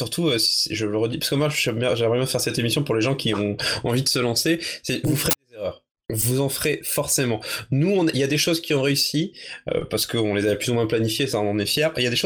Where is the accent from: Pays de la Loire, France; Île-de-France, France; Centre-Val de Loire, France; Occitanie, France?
Pays de la Loire, France; Pontmain; c'était sur mon village natal qui s'appelle Pontmain.